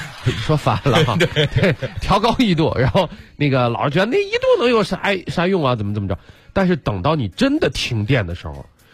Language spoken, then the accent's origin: Chinese; Qingdao, Shandong, China; 咱们现在你可能又没有感觉，你像我老家青岛那边，